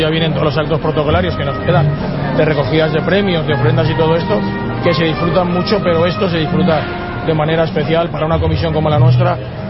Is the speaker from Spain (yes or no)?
yes; Valencian Community, Spain; por encima de todos somos valencianos y la identidad propia nuestra es la mascleta